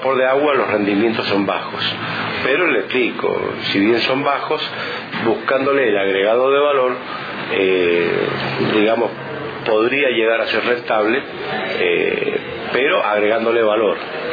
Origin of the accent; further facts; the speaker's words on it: Mendoza, Argentina; now in Merlo, Argentina; Mire, yo estoy hace 27 años en la localidad de Merlo, en la provincia de San Luis. En realidad soy originario de Mendoza, de la provincia de Mendoza, pero hace 27 años que estamos en Merlo.